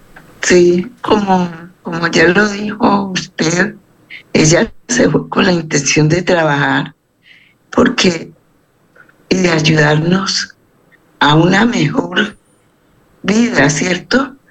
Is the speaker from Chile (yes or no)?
no; Colombia; Soy una persona colombiana que vivo aquí en Colombia, en una ciudad del departamento del Valle del Cauca